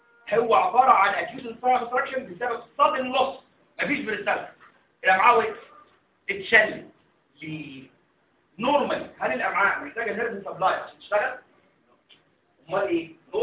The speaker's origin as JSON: {"language": "Arabic", "country": "Egypt", "said": "تعالوا عندنا في مصر احنا مش بنعمل تراكشن على الكاستر"}